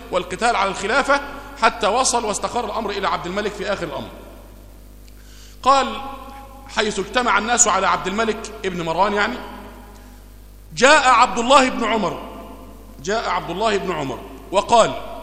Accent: Egypt; وهو اللي روايته عندنا في مصر هنا

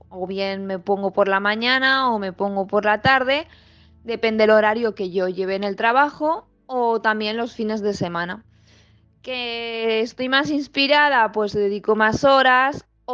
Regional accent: Valencia, Valencian Community, Spain; born there; now in Benaguasil, Spain; nací en Valencia en el año 1979. Estudié en Manises y acabé la EGB en el año 1994. Más tarde me saqué el título de auxiliar de infantil y resido en Benaguacil.

